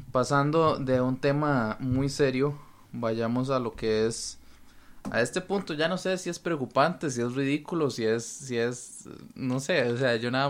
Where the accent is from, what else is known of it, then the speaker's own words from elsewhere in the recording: Costa Rica; Estamos hablando de una liga que, si bien es profesional, somos ticos.